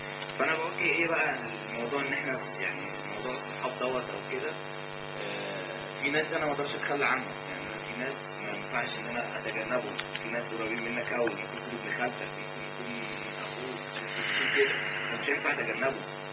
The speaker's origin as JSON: {"language": "Arabic", "town": "Cairo", "region": "Cairo Governorate", "country": "Egypt", "said": "بالمناسبه انا من القاهره"}